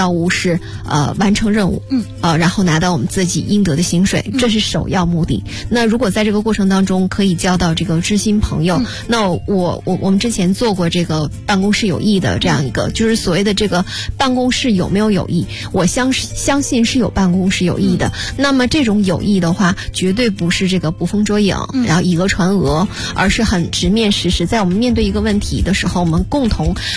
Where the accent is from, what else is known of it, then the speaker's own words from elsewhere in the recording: Northeast China, China; 就是磨叽，用我们东北人话就太磨叽了。